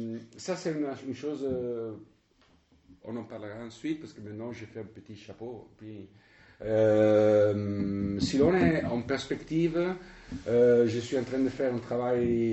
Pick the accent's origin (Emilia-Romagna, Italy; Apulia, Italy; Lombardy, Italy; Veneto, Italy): Veneto, Italy; born there; French is a second language; J'ai un lieu de naissance, mais les lieux où on meurt, on ne le sait pas. Donc je suis né en Vénétie, et près de Venise. Puis j'ai fait l'université à Bologne